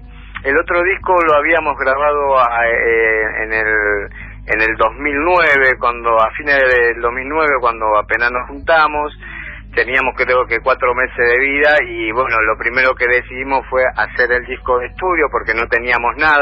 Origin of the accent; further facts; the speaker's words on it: Buenos Aires, Argentina; Sí, la mayoría somos de Floresta, digamos, ¿no? De acá de Floresta.